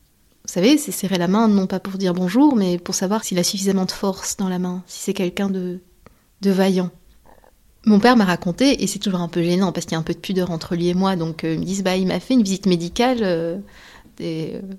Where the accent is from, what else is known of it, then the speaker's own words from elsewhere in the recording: Méricourt, Hauts-de-France, France; Mon père travaillait à la fosse 4-5 Sud, à Méricourt sous Lens, là où j'ai grandi.